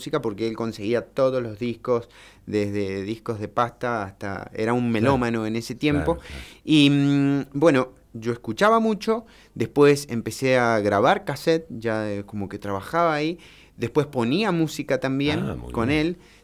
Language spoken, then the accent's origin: Spanish; Barriales, Mendoza, Argentina; Yo soy nacido y criado en los Barriales, Junín, y ahora estoy viviendo en San Martín.